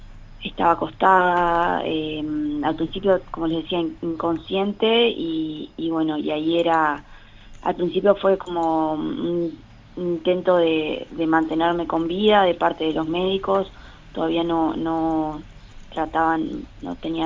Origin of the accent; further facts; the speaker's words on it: Paysandú, Uruguay; Soy de Paysandú